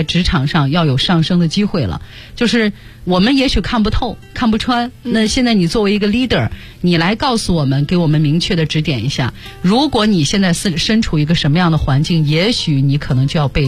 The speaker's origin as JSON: {"language": "Chinese", "region": "Shanxi", "country": "China", "said": "这杏花村酒是我们山西我老家的酒"}